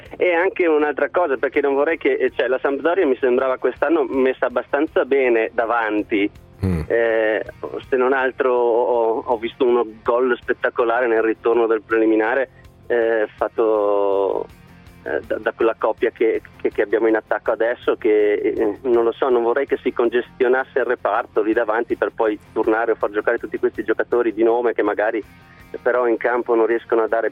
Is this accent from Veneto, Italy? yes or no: yes; Padua, Veneto, Italy; now in Turin, Italy; sono padovano, sono a Torino, ma sono sampdoriano di cuore.